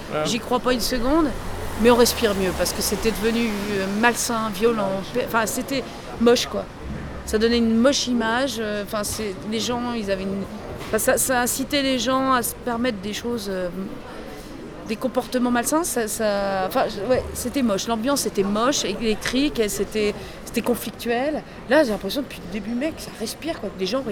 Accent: Île-de-France, France; born there; Non, j'ai jamais vécu à Paris, moi, j'ai toujours été en banlieue.

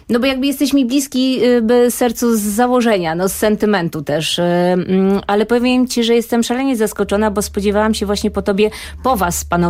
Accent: Częstochowa, Silesian Voivodeship, Poland; Wychowałam się, ponieważ jestem częstochowianką, w związku z czym wychowałam się na tej breku, na Sforze

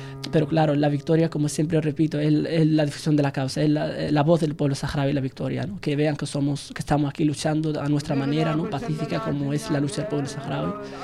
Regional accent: Tindouf Province, Algeria; now in Spain; Vengo del Ayun.

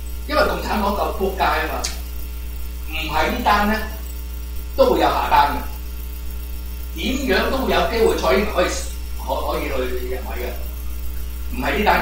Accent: United States; 我係第三者嚟噶嘛，我係美國人啫嘛。

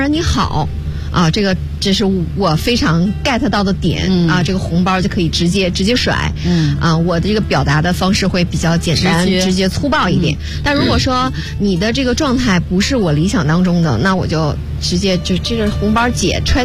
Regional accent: Northeast China, China; 因为我是东北人，黑土地就很玄妙，就你一旦触到了那片黑土，你所有的力量又回归了啊

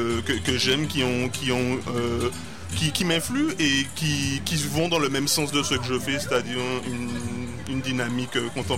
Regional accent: Martinique; en tant que Martiniquais ayant été colonisé

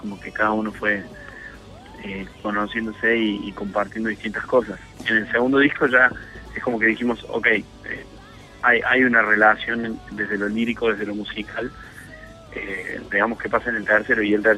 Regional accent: Córdoba, Argentina; Nosotros somos de Córdoba.

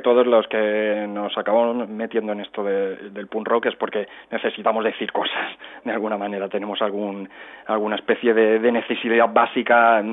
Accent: Cerdanyola del Vallès, Catalonia, Spain; mi pueblo natal, que es Sardañola del Vallés

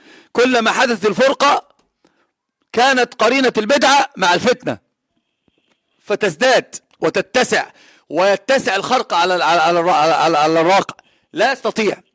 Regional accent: Egypt; عندنا في مصر العوام يقولون المركب الذي لها اثنان من ربان السفينة لا يمكن أن تسير، لابد أن تغرق.

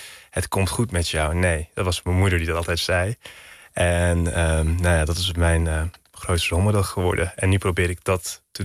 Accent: Hilversum, North Holland, Netherlands; born there; also born or lived in Turkey; Ik ben in Hilversum geboren. Tot mijn 7e heb ik hier op school gezeten. Van mijn 7e tot mijn 11e ben ik naar Turkije gegaan.

